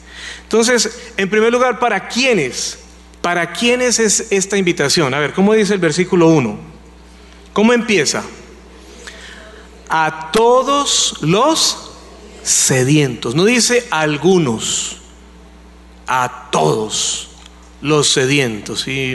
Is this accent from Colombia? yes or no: yes; Colombia; Para nosotros como colombianos, pues el secuestro no es algo raro.